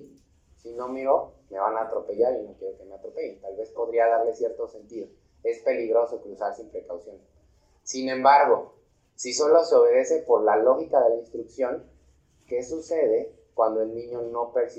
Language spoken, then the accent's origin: Spanish; Mexico; No, como mexicanos sí